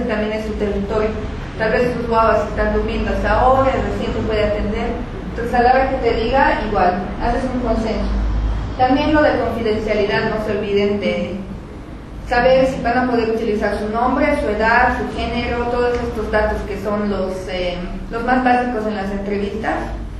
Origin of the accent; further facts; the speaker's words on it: La Paz, Bolivia; soy boliviana, soy paseña, socióloga